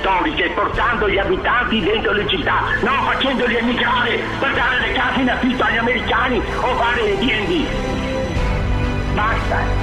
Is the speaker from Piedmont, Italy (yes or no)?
no; Venice, Veneto, Italy; E io, essendo veneziano, sento questa mancanza.